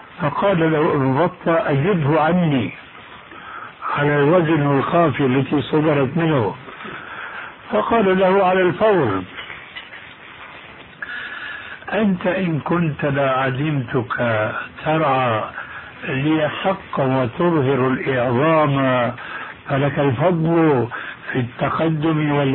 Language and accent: Arabic; Syria; هذه منطقة اسمها عندنا في الشام الحريقة